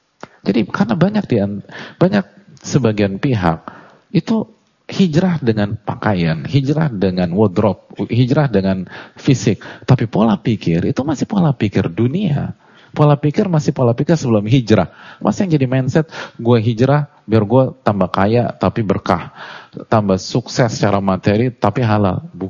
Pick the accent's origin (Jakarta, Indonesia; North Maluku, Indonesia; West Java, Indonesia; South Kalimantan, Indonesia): Jakarta, Indonesia; Tapi saya lahir di Jakarta dan saya hidup di sini.